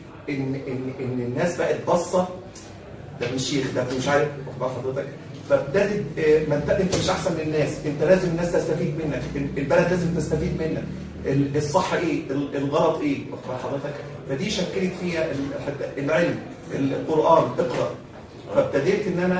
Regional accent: Egypt; انما انا مصري

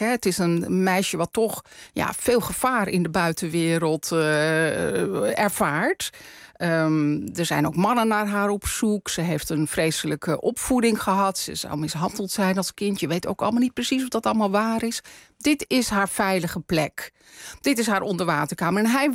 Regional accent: North Holland, Netherlands; Ik kom zelf ook uit West-Friesland. Ja. Dus ik ken het allemaal uit mijn eigen jeugd.

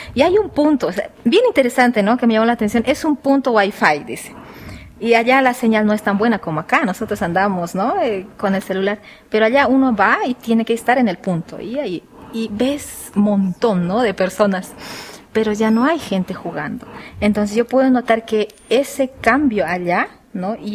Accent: La Paz, Bolivia; yo soy de los Yungas de La Paz, ¿no? Esto ya. Queda en la parte de Sud Yungas. Entonces, cuando, bueno, yo pequeñita no existía la energía eléctrica

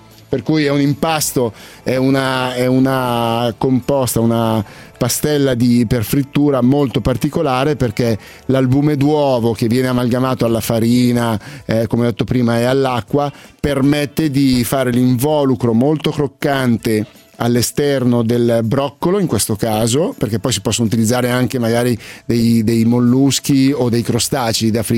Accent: Milan, Lombardy, Italy; da buon milanese mi sono avvicinato piano piano

